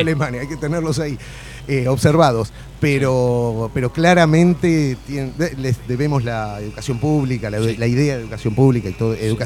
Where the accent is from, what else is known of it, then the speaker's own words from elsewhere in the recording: Argentina; Como argentino, me siento como un traidor al sentimiento nacional patrio.